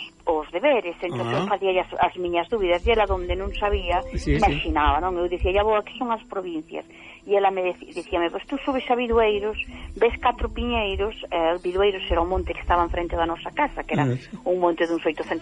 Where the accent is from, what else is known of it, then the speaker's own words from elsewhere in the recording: Castroverde, Galicia, Spain; porque eu son de Castro Verde.